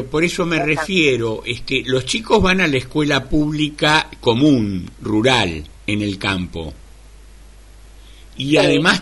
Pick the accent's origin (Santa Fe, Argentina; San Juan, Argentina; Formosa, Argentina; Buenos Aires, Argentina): Buenos Aires, Argentina; aquí a los que somos de Ciudad de Buenos Aires